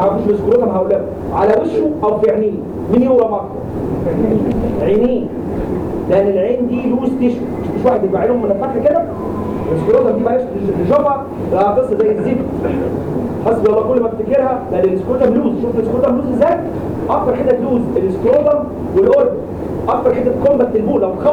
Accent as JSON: {"language": "Arabic", "country": "Egypt", "said": "عندنا في مصر دي عشان تبين لكم بس ان المصريين عندهم حضاره عاليه جدا"}